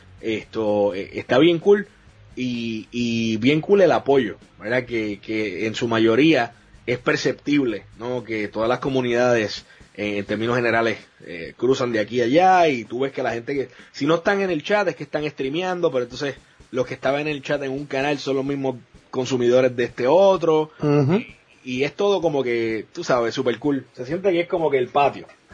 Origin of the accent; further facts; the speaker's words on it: Puerto Rico; me encanta ver, cada vez somos más, boricuas en la plataforma